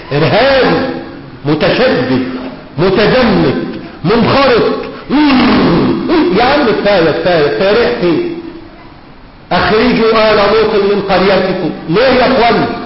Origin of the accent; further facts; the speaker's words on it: Egypt; مش بقول كده عشان أنا مصري.